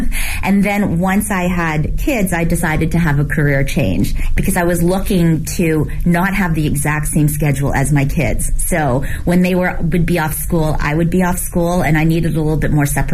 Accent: Canada; born or raised there; moved away as an adult; also born or lived in Hong Kong / New York; now in Beijing, China

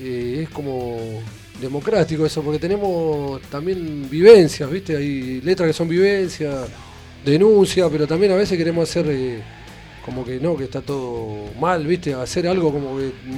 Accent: Villa Ballester, Buenos Aires Province, Argentina; A nosotros nos queda cerca ahí, ¿viste? Que somos de Ballester.

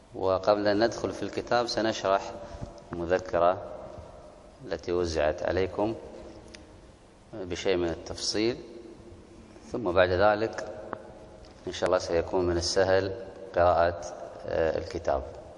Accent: Kuwait; عندنا في الكويت ولله الحمد مجانا

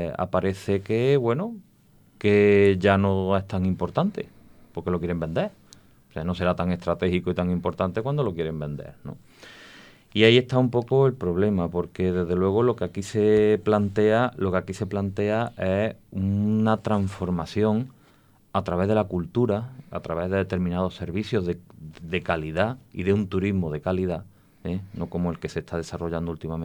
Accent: Córdoba, Andalusia, Spain; yo no soy de Santa Cruz, yo soy de Córdoba

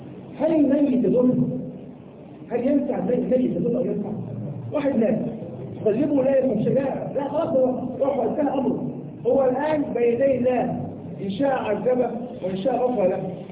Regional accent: Egypt; ويعني كان عندنا في مصر

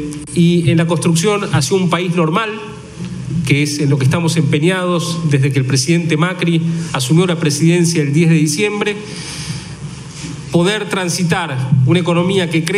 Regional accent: Argentina; la solución a nuestros problemas como argentinos depende de los argentinos

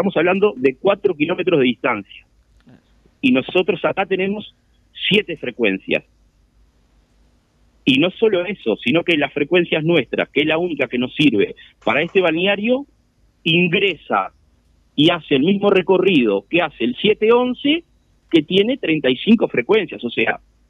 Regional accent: San Luis, Canelones, Uruguay; acá a 4 kilómetros de San Luis, de donde soy yo, que acá en San Luis el tema más afectado es por el 712

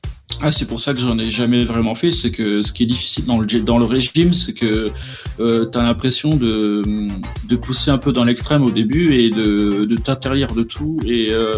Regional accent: Brittany, France; parce que je suis breton et du coup le beurre sans.

